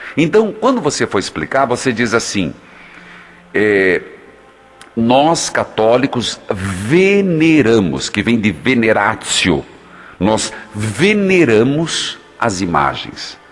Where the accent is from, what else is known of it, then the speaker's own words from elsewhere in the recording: Paraná, Brazil; E eu sou do interior do Paraná.